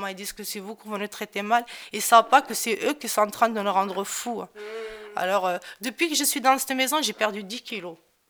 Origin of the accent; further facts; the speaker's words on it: Morocco; comme je suis toute seule, en plus, je suis marocaine